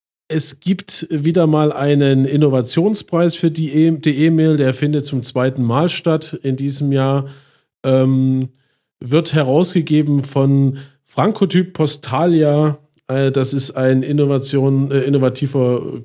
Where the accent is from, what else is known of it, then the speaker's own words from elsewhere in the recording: Chemnitz, Saxony, Germany; Meine alte Heimat Chemnitz, hätte ich nicht gedacht.